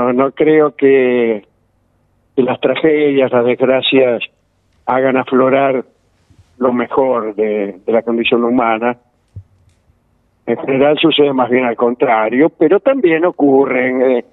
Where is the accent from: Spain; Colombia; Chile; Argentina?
Argentina; tratar de diferenciarnos como argentinos